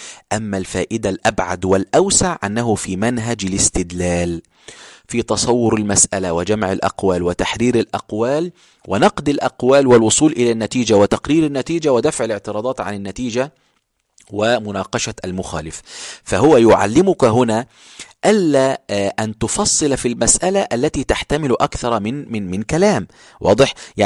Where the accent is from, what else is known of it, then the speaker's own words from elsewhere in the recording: Upper Egypt, Egypt; كنت بروح عندنا في الصعيد أو في القاهرة